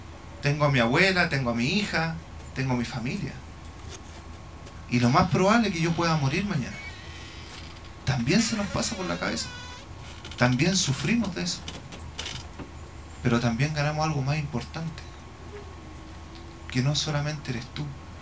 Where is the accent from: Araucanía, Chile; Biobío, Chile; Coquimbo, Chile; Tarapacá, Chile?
Araucanía, Chile; Temucuicui; also born or lived in Santiago, Chile; A los 6 meses me fueron a dejar con mi abuelo. Me crié en Temucuicui. Nací aquí en Providencia, Santiago.